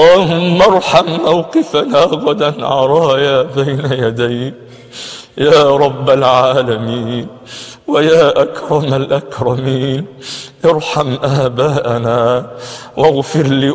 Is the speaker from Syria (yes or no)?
no; Egypt; اللهم إننا نحب بلدنا مصر